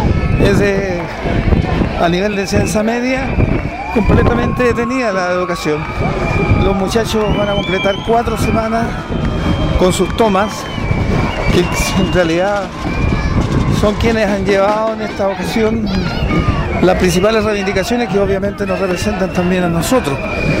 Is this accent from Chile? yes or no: yes; Chile; tenemos que ser bastante autocríticos como sociedad chilena y asumir que la educación chilena está con un nudo serio